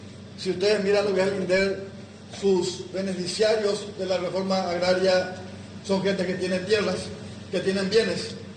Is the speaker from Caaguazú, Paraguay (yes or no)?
yes; Caaguazú, Paraguay; Yo soy del departamento de Caguazú.